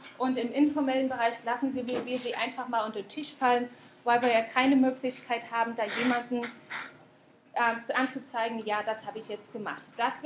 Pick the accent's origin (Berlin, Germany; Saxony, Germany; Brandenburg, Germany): Saxony, Germany; now in New Zealand; normalerweise komme ich zwar aus Sachsen, aber ich bin dann nach Neuseeland gezogen